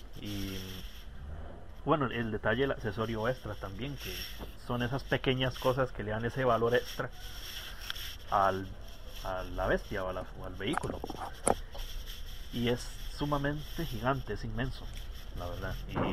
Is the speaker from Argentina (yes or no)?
no; Costa Rica; Soy de Costa Rica